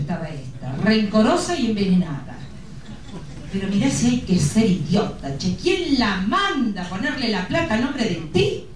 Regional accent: Argentina; Y como decimos en mi país, ¿eh? A algún argentino le sonará la expresión.

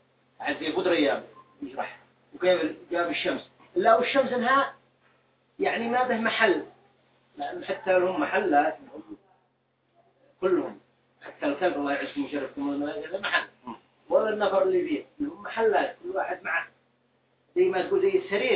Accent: Taiz, Taiz Governorate, Yemen; في ناس يقولوا في اليمن الأسفل يعني هنا عندنا في تعز

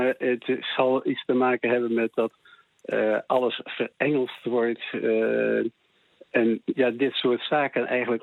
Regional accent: Leeuwarden, Friesland, Netherlands; bij ons in Leeuwarden was een comestibele zaak in de jaren 50.

